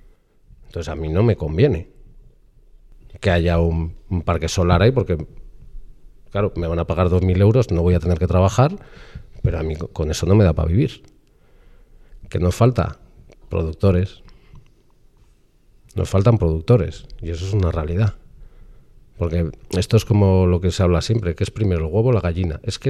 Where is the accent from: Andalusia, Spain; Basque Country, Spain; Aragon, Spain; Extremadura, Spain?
Basque Country, Spain; Yo que vengo del País Vasco